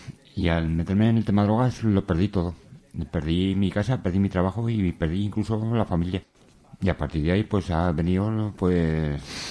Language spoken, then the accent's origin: Spanish; Alcañiz, Aragon, Spain; De Alcañiz, Teruel.